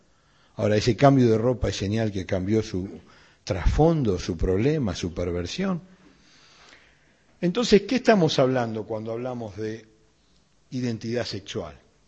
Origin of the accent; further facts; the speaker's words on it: Buenos Aires, Argentina; yo de chico en Pompeya